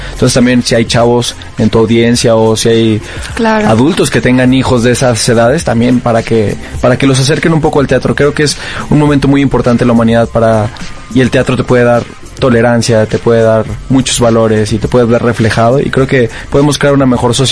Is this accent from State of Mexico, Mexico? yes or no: no; Monterrey, Nuevo León, Mexico; nosotros dos venimos de Monterrey, Nuevo León, de hecho